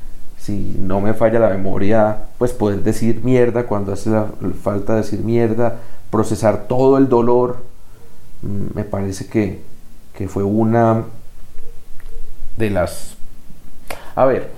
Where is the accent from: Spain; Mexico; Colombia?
Colombia; Como colombiano, sigue siendo mi poeta, mi poema favorito de Colombia, La Patria.